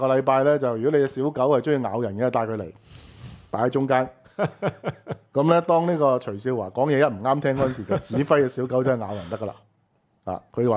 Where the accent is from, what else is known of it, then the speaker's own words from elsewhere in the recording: Hong Kong; 你問我香港人嘅問題係咩咧？我都係香港人